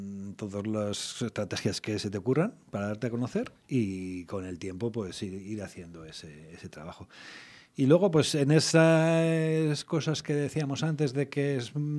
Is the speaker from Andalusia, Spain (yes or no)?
no; Vitoria-Gasteiz, Basque Country, Spain; como somos vitorianos y de Álava, tenemos que demostrar que hablamos bien en euskera.